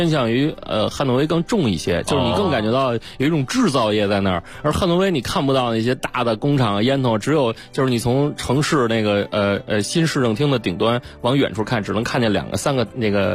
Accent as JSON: {"language": "Chinese", "region": "Beijing", "country": "China", "said": "咱们北京话叫约架"}